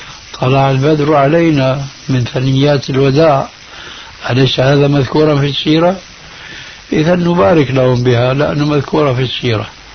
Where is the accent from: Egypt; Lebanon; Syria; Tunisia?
Syria; عندنا بسوريا من زمان